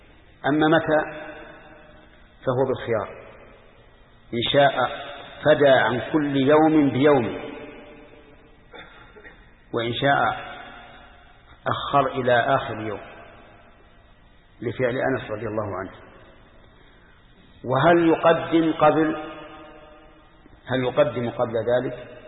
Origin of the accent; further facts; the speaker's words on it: Al-Qassim, Saudi Arabia; خمس الصاع الحالي عندنا في القصيم